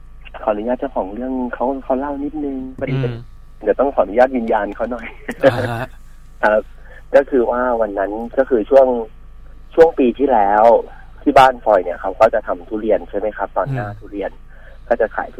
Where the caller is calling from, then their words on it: Pattaya, Chonburi, Thailand; อยู่ที่พัทยาครับพี่